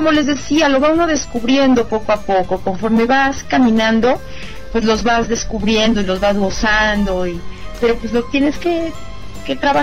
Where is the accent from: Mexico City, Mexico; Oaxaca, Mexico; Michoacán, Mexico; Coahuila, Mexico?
Mexico City, Mexico; yo soy chilanga y aquí casi ni me muevo de la Ciudad de México.